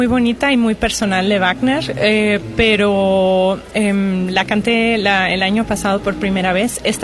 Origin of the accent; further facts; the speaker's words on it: Germany; now in Mexico; Es mi segundo año en México, en el Estudio de Bellas Artes. Entonces yo nunca había vivido en México. Crecí en Alemania, pero mi mamá es de México. De hecho, tengo también aquí familia en Jalapa.